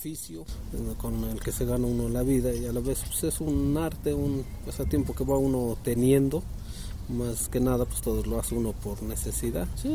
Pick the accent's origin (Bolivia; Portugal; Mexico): Mexico; Amecameca, State of Mexico; Soy de acá de Amecameca, Estado de México.